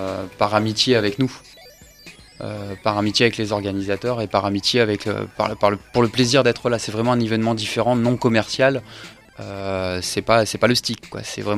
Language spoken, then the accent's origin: French; Maubeuge, Hauts-de-France, France; Je viens de Maubeuge.